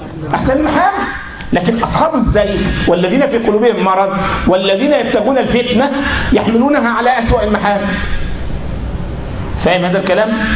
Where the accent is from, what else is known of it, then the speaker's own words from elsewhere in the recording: Egypt; احنا عندنا في مصر لما واحد يزعل واحد يقول له ايه يا اخينا